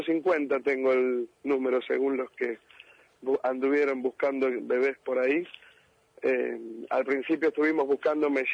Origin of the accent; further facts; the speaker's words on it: Buenos Aires, Argentina; Yo soy de La Boca.